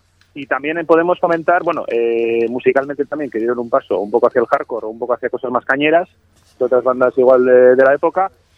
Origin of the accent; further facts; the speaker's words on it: Arrasate, Basque Country, Spain; yo los conocí como chaval de Mondra, que soy de Arrasate